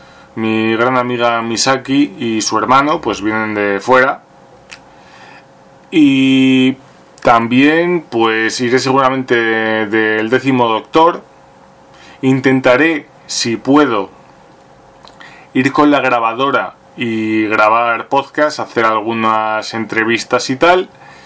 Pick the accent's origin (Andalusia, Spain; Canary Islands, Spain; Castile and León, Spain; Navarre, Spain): Castile and León, Spain; Burgos; La primera es quedarte aquí en Burgos muriéndote de asco, o marcharte a Madrid